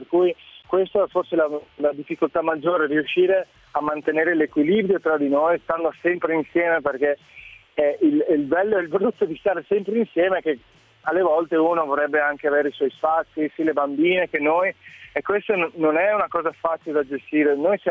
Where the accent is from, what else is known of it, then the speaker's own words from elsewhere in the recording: South Africa; Sono cresciuto in Sudafrica, ho avuto un po' questa infanzia frastagliata